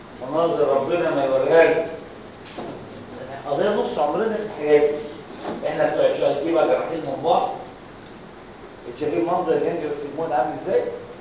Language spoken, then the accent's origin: Arabic; Egypt; عندنا في مصر